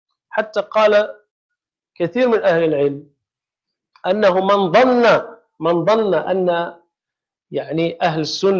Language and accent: Arabic; Morocco; فإذا كان شيء عندنا في المغرب مثلا معروفا ولا ينكره أحد